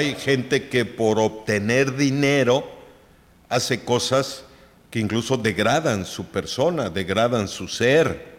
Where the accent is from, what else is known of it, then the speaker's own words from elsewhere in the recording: Mexico; Somos mexicanos y a mucho orgullo.